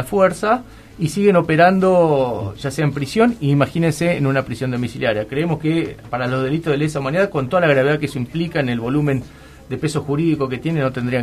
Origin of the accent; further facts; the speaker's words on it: La Plata, Buenos Aires Province, Argentina; para nosotros que somos platenses